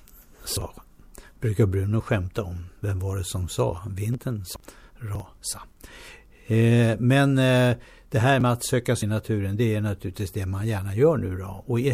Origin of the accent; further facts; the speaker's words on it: Stockholm, Stockholm County, Sweden; born there; Då gick man ner till idrottsplatsen där hemma i Hjorthagen där jag födde.